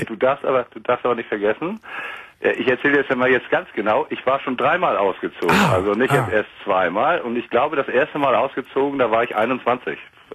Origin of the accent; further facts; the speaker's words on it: Ahrensburg, Schleswig-Holstein, Germany; ich telefoniere mich von ziemlich weit. Also ich war noch nie in Köln, aber ich komme aus Ahrensburg bei Hamburg. Das ist Schleswig-Holstein.